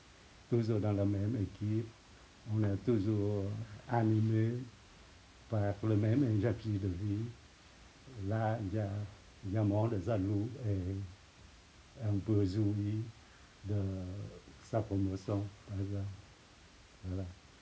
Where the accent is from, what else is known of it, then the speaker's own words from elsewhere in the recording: Vietnam; moi je suis vietnamien, il y a le pays, il y a mes parents, il y a des ancêtres, tout ça.